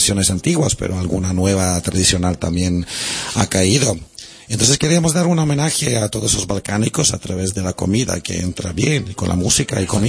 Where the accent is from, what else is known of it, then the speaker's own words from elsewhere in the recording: Serbia; Yo soy serbio, pero francés, soy catalán, soy músico.